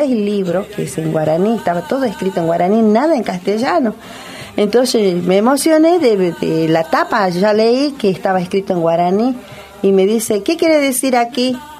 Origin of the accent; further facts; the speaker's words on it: Jujuy, Argentina; born there; le dijimos que somos de aquí, ¿eh? Somos nacidas ahí en Jujuy.